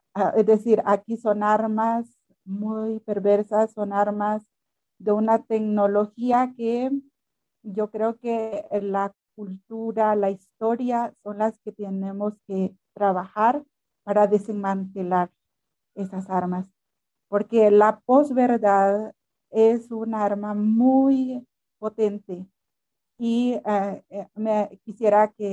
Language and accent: Spanish; El Salvador; now in Guatemala; soy salvadoreña, vivo en Guatemala y ahorita estoy en México.